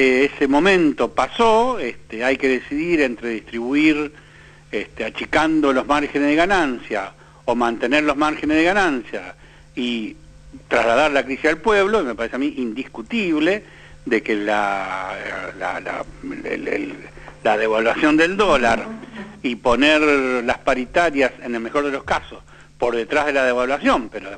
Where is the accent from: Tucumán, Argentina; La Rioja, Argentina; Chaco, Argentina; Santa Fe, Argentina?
Santa Fe, Argentina; Yo soy santafesino